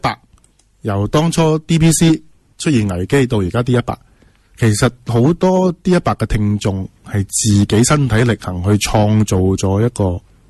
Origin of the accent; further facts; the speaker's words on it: Hong Kong; 我覺得對自己香港人咧，我係有信心嘅。